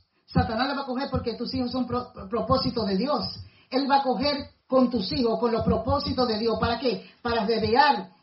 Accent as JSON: {"language": "Spanish", "region": "Puerto Plata", "country": "Dominican Republic", "tie": "born or raised there", "said": "Ahora ya no es parroquia, sino catedral en mi país, en mi pueblo Puerto Plata."}